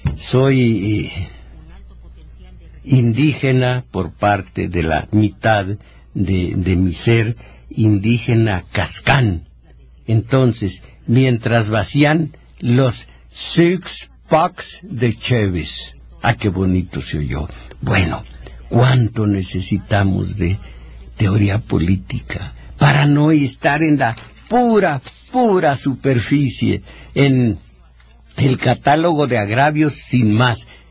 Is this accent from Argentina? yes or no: no; Mexico; Yo no estoy orgulloso de ser mexicano.